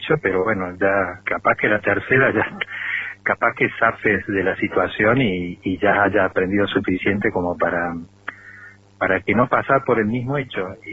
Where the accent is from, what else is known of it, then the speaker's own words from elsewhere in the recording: Córdoba, Argentina; now in Traslasierra, Argentina; Soy nativo de Córdoba capital, vivo acá en Tras la Sierra desde el año 91.